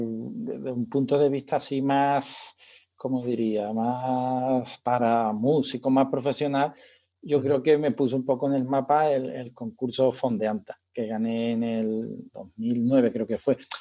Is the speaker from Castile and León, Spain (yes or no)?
no; Seville, Andalusia, Spain; Simplemente que como soy sevillano, pues yo no conozco a ningún músico sevillano con un mínimo de sensibilidad